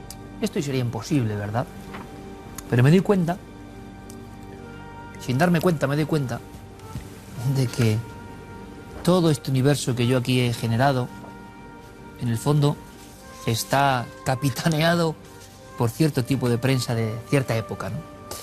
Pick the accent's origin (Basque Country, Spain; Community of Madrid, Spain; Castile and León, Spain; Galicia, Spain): Basque Country, Spain; Vitoria; born there; Somos, por lo menos yo por edad, niño de la transición, y encima nací en Vitoria.